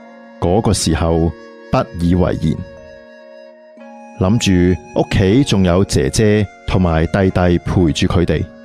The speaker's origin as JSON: {"language": "Chinese", "region": "Taipei", "country": "Taiwan", "said": "由于我是台北人，跑到台南来读书，每次从台南回家单趟就需要四五个小时了"}